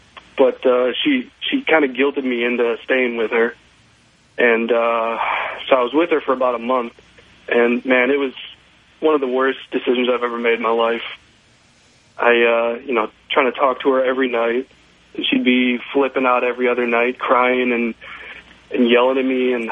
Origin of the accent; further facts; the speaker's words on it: Madison, Wisconsin, United States; I'm 20 years old, and I'm from Madison, Wisconsin. I go to the university there.